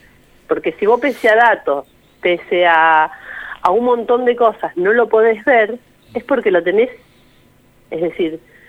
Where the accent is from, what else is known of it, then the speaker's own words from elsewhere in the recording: Saladillo, Buenos Aires Province, Argentina; Yo vengo del distrito de Saladillo